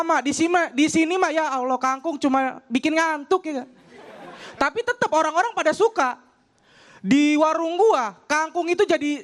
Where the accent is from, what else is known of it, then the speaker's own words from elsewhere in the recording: Bekasi, West Java, Indonesia; gue dari Bekasi, gue anak seorang pedagang sayur.